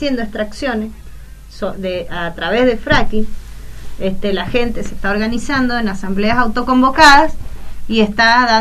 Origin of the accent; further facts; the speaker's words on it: Argentina; es nuestro trabajo como argentinos de dar un verdadero cambio a la situación